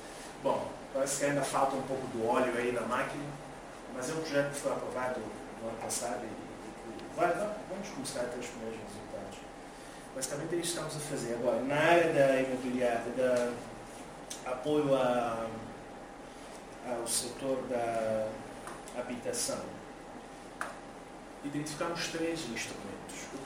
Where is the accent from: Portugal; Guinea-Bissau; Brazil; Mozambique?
Mozambique; Até já estão a invadir o mercado na África Austral, em Moçambique, de onde eu venho.